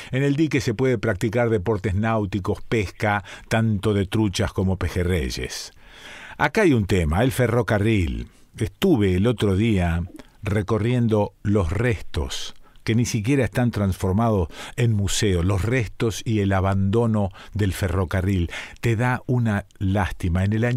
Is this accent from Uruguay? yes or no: no; Rosario, Santa Fe, Argentina; now in San Marcos Sierras, Argentina; yo soy rosarino, ni siquiera santafesino, soy rosarino. Y ahora soy cordobés, no tengo el acento, estoy de alguna manera absorbiendo algunas costumbres, pero soy de acá, soy de San Marcos Sierras.